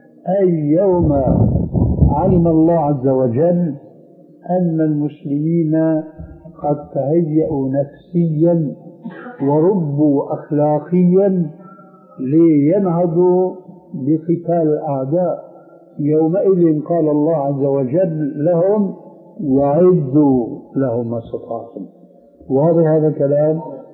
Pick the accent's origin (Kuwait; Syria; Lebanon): Syria; لذلك العملية كما يقولون عندنا في الشام بدها زكاة